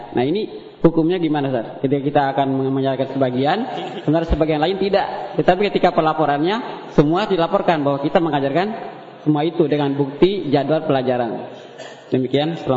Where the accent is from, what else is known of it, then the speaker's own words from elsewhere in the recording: East Nusa Tenggara, Indonesia; now in Bogor, Indonesia; Saya aslinya dari Flores Timur.